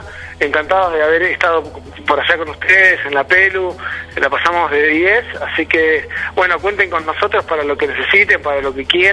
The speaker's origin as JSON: {"language": "Spanish", "country": "Argentina", "said": "bueno, somos argentinos, sepan que somos argentinos, pero creemos en una familia mundial unida, ¿no?"}